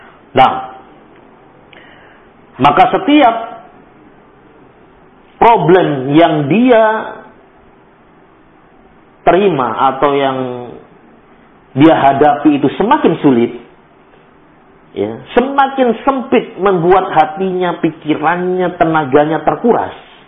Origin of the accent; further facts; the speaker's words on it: Palembang, South Sumatra, Indonesia; atau merajuk kalau dalam bahasa kita orang Palembang